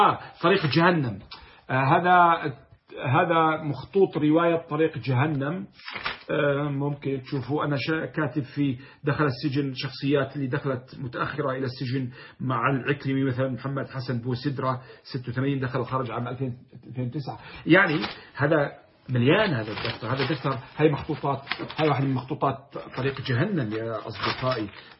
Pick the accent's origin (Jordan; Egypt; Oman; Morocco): Jordan; أنا كأردني ربما لا أفهم النبط الذي يقوله أهل الحجاز مثلا أو أهل السعودية